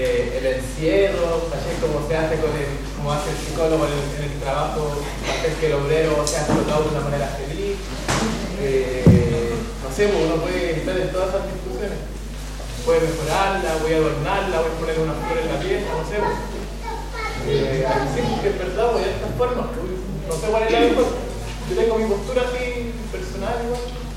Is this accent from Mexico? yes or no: no; Chile; Yo soy chileno, mapuche